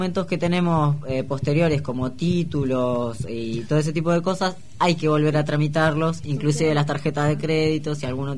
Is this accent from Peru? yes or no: no; La Plata, Buenos Aires Province, Argentina; born there; yo nací acá en La Plata